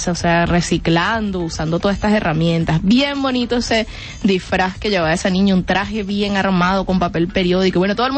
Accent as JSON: {"language": "Spanish", "town": "Caracas", "region": "Capital District", "country": "Venezuela", "tie": "born or raised there", "said": "cuando era niña, aquí también en Caracas bastante, que bailábamos Guayana es, Guayana es, me encanta."}